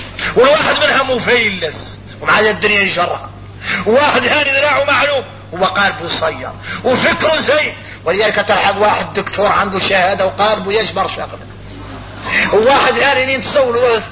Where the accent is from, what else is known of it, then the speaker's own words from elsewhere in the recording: Mauritania; احنا موريتاني نقولوا هذا حصل من عرقة ناظري